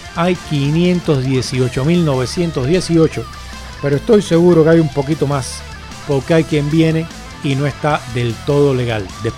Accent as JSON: {"language": "Spanish", "country": "Cuba", "accent": "Cuban", "lives_now": "Spain", "said": "yo soy el primero que sueno como cubano, quiero sonar como cubano, seguirlo haciendo toda mi vida"}